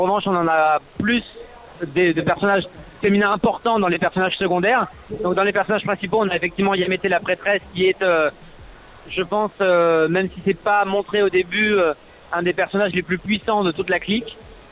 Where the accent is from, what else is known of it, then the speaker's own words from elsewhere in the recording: Montpellier, Occitanie, France; now in Paris, France; Puisque ouais, à la base, nous, on est de Montpellier. Maintenant, il y a beaucoup de personnes de l'équipe qui sont sur Paris, moi inclus.